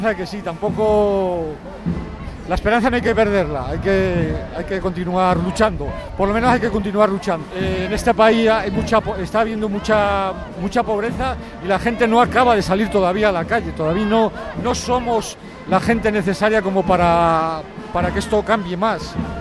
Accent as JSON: {"language": "Spanish", "town": "Valladolid", "region": "Castile and León", "country": "Spain", "said": "Soy de Valladolid. Pertenezco a la Asociación de Parados en Movimiento de Valladolid."}